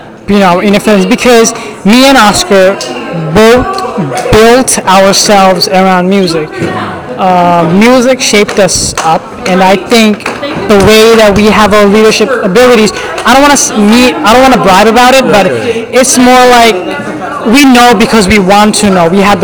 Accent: Bangladesh; English is a second language; My family background is, we are Bengali. We are from Bangladesh, okay. And we are Muslim.

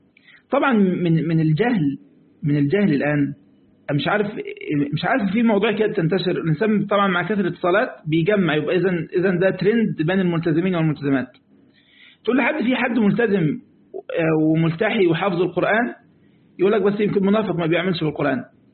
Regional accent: Egypt; وإحنا جماعة عندنا في مصر المركب اللي لا ريسين تغرق

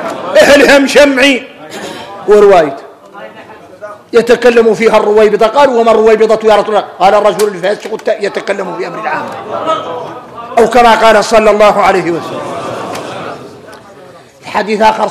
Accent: Mauritania; نحن موريتاني

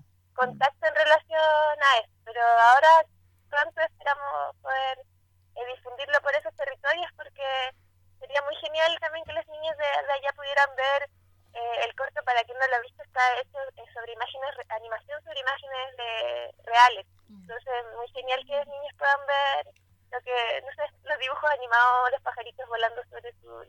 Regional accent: Lloleo, Valparaíso, Chile; Y yo igual crecí en Yoyeo, entonces también es como parte de mí también ese territorio.

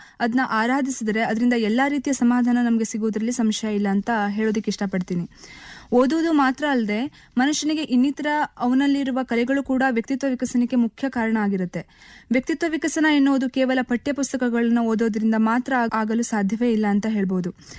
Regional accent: Yellapur, Karnataka, India; ನನ್ನ ಊರು ಉತ್ತರ ಕನ್ನಡ ಜಿಲ್ಲೆಯ ಯಲ್ಲಾಪುರ.

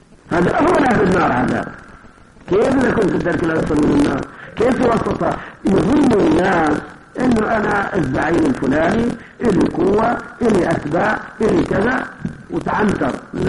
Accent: Kuwait; فأنا العادة عندنا في الكويت

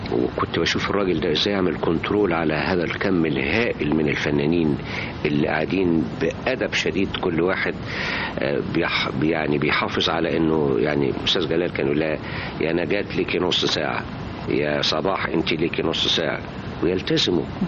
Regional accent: Alexandria, Alexandria Governorate, Egypt; لكن أنا كان عندنا في اسكندرية سينما تعرض أفلام طلياني

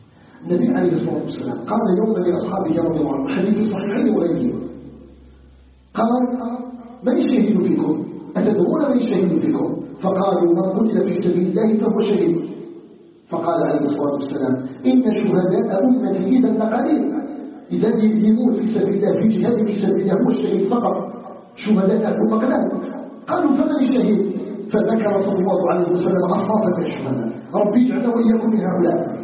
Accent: Algeria; وان يجعل بلدنا الجزائر بلدا امنا مطمئنا

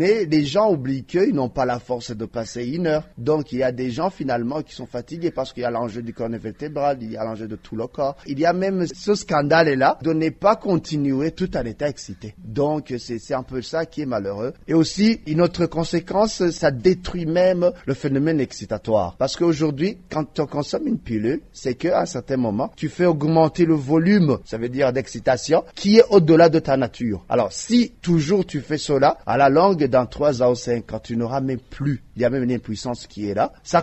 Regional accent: Burundi; Chez nous, au Burundi, je dirais que la vitesse de propagation commence à être accélérée.

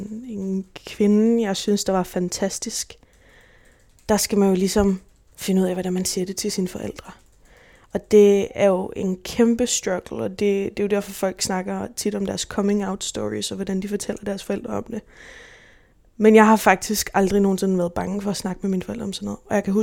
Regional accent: Gentofte, Capital Region of Denmark, Denmark; born there; jeg blev født på Gentofte Hospital i 98, 24. juli 98

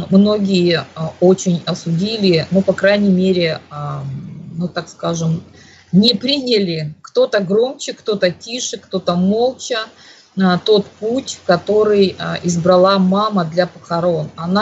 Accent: Crimea, Ukraine; я же из Крыма, тогда мы были Украиной

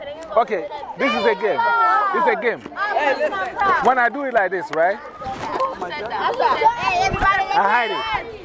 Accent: Ghana; No, I'm from Ghana.

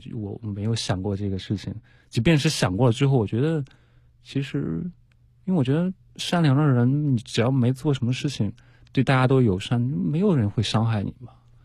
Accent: China; 我是中国人

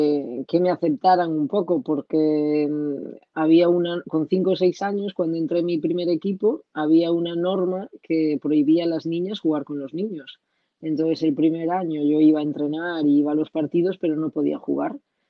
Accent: Galicia, Spain; moved away; La primera vez que me fui de mi casa, de Galicia, me fui a jugar a Zaragoza.

